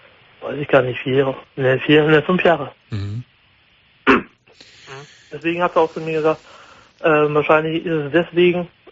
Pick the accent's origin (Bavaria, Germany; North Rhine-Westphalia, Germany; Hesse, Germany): North Rhine-Westphalia, Germany; ich komme ja aus dem Sauerland